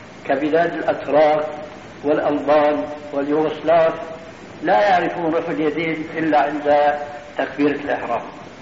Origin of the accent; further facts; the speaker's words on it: Syria; نضربها كما يقولون عندنا في الشام اللاوي